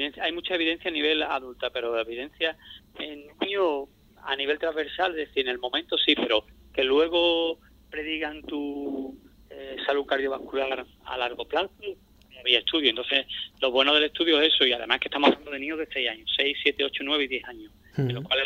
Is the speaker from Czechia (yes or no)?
no; Ubrique, Andalusia, Spain; todavía sigo sensado allí, que yo, aunque vivo fuera, pero a mí me gusta ser de Ubrique y sentirme ubriqueño.